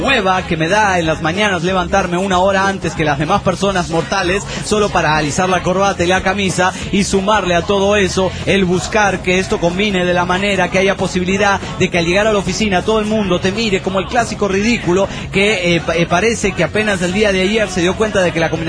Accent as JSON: {"language": "Spanish", "town": "Parral", "region": "Chihuahua", "country": "Mexico", "said": "de Parral de Chihuahua, México."}